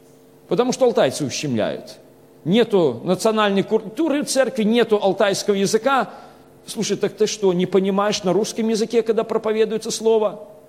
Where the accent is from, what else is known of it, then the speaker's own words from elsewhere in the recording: Belarus; Я сам по национальности белорус, но большинство у нас в Беларуси разговаривает на русском языке.